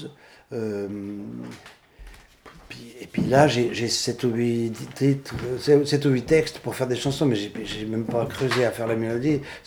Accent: Switzerland; also born or lived in Paris, France; Je suis Suisse.

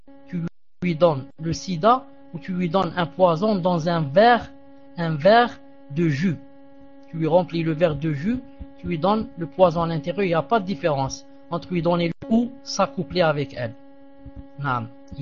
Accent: Algeria; accent: Algerian Arabic; Et moi, je parle avec eux avec arabe dialectique comme l'arabe que je parle quand je suis chez moi en Algérie.

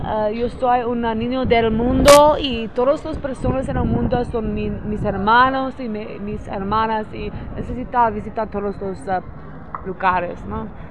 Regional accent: San Francisco, California, United States; Spanish is a second language; No, de San Francisco. Soy de Mendocino. Yo soy de San Francisco.

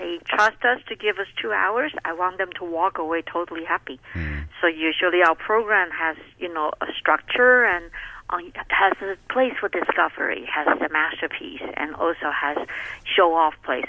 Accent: Taiwan; But since I came from Taiwan, so I love coming to the Far East.

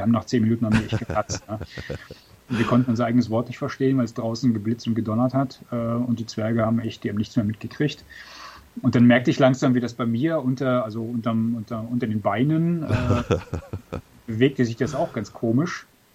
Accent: Mecklenburg-Vorpommern, Germany; als Mecklenburger. Ich bin ja aufgewachsen in Mecklenburg.

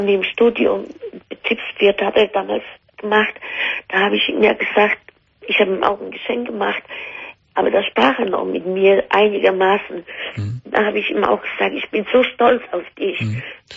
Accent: Poland; German is a second language; now in Germany; Also ich komme ja aus Polen.

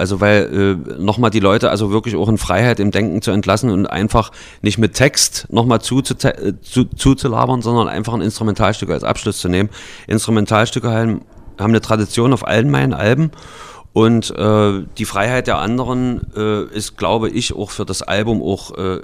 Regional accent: Halle, Saxony-Anhalt, Germany; dem Lied über meine Heimatstadt Halle, die Stadt, die keiner kennt

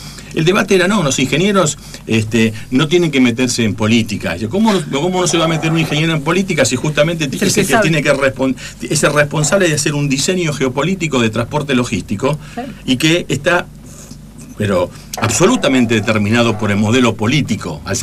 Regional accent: Esperanza, Santa Fe, Argentina; Yo me he criado en el campo, yo soy, digamos, la compañera santafesina, yo soy de Esperanza, Santa Fe, o sea, conozco en carne propia, porque pasé mi infancia ahí

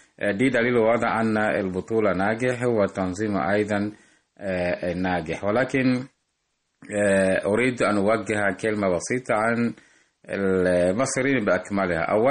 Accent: Tanzania; من تنزانيا

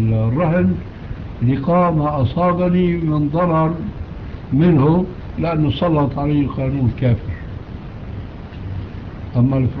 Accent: Syria; عندنا في الشام

